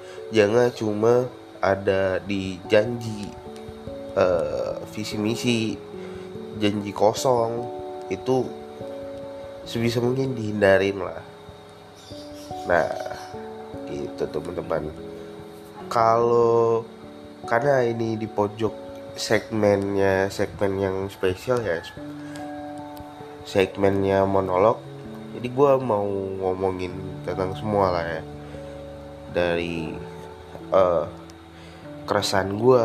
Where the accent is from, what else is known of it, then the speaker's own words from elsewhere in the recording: Palembang, South Sumatra, Indonesia; kalau teman-teman pendengar ini dari daerah yang sama kayak gue, dari daerah Palembang, pasti teman-teman ngelihat banyak lubang di jalanan.